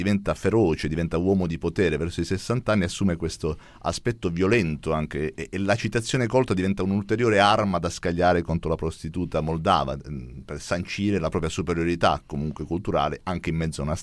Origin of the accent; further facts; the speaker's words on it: Apulia, Italy; Sono pugliese.